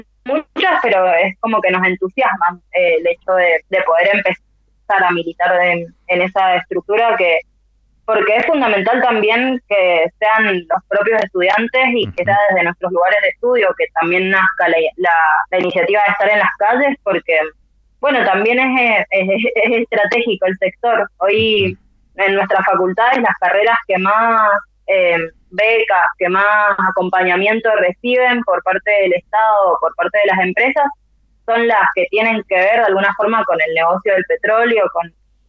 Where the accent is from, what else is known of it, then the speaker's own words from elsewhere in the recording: General Alvear, Argentina; Yo soy de General Alvear y desde allá, digamos, nos organizábamos en los cortes de ruta y demás con estudiantes secundarios.